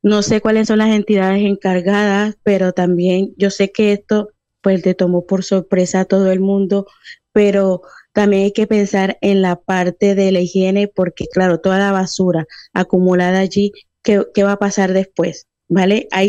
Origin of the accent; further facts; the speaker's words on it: Colombia; also born or lived in Venezuela; Yo soy de Colombia, bueno, colombo-venezolana. Sí. Soy nacida en Venezuela y nacionalizada en Colombia, pues bueno, pertenezco a las dos nacionalidades.